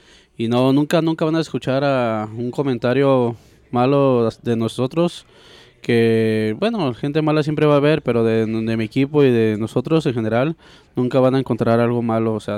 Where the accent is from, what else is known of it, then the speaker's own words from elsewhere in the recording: Mexico; Yo soy originario de Miravalle, pero me casé y me adoptaron acá.